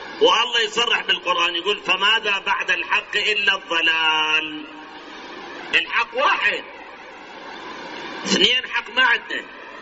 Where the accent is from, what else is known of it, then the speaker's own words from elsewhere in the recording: Iraq; هاي الاحزاب الآن كم حزب سياسي عندنا بالعراق؟